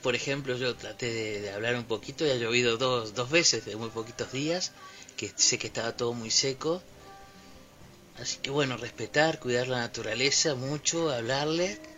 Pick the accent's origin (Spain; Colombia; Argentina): Argentina; Patagonia; Yo soy originario de Patagonia también.